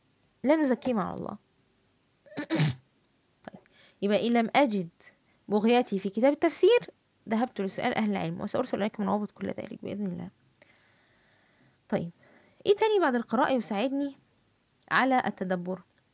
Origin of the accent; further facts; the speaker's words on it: Egypt; accent: Egyptian colloquial Arabic; في الفيسبوك قد أظهر في فيديو وأتحدث باللهجة العامية المصرية